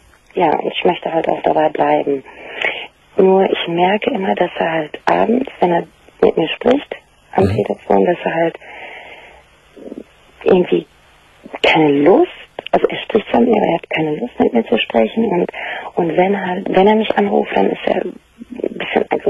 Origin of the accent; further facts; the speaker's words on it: Turkey; Ja, er ist 18, ich bin Türkin. Und wir kommen halt aus den gleichen Kulturkreisen.